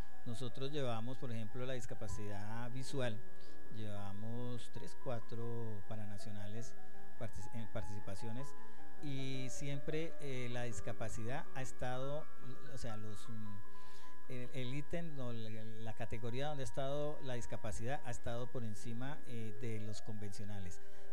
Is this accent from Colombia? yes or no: yes; Villavicencio, Meta, Colombia; somos tres deportistas de Villavicencio que estamos en bolos en el proceso